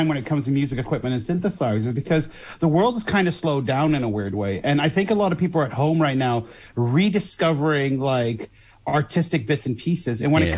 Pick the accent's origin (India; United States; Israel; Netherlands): Netherlands; And as you know, I am from Holland.